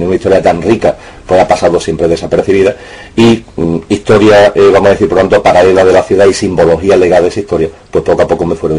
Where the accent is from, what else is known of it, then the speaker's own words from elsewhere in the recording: Seville, Andalusia, Spain; yo como sevillano y como concejal me creía a pie juntillo